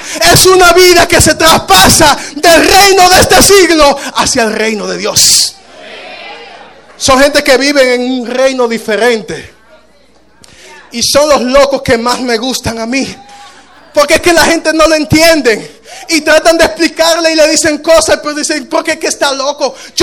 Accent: Dominican Republic; Tuve mucho tiempo diciendo, no, soy dominicano.

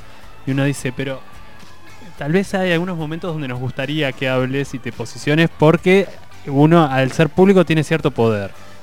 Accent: Azul, Buenos Aires Province, Argentina; En Azul, que es mi ciudad natal

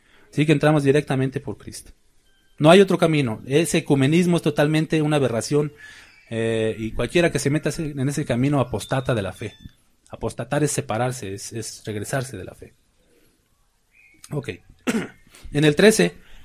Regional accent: Mexico City, Mexico; me juntaba con ellos en Chilangolandia, de donde soy, de México. Se acostumbra a hablar con mucho albur, siempre en doble sentido. Esa es la manera de hablar de allá.

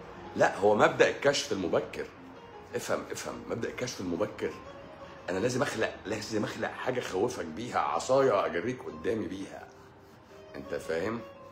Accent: Egypt; انت ناسي ان احنا المرض بالوراثة عندنا في مصر هنا؟

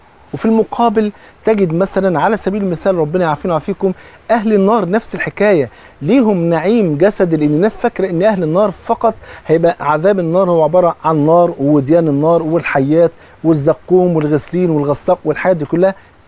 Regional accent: Egypt; حتى زي بيقولوا في المثل كده عندنا في مصر، بصلة المحب خروف.

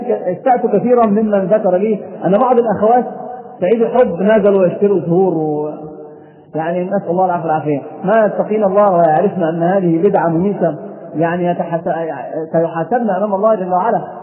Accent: Egypt; النساء عندنا في مصر عندهم خميس رجب لابد أن يصام

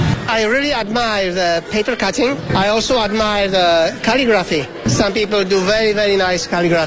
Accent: Athens, Attica, Greece; now in Beijing, China; I'm from Greece, Athens.And I live in Beijing 8 years now. My wife is Chinese.

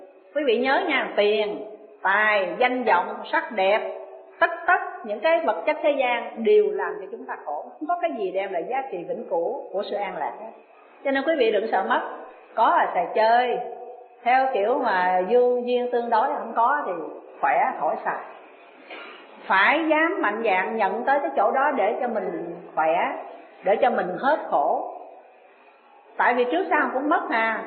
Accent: Ho Chi Minh City, Vietnam; Tôi là dân Sài Gòn. Nhưng mà tôi lại không có theo ở Sài Gòn.

